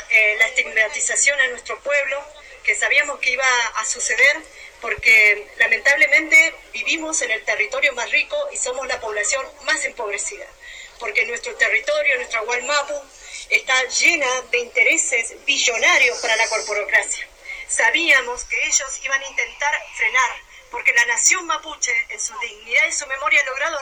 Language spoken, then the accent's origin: Spanish; Chubut, Argentina